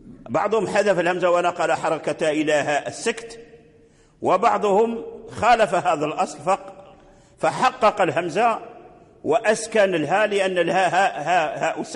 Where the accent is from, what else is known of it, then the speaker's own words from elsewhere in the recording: Morocco; إلا أننا نحن في المغرب نقرأ بوجه الإسكان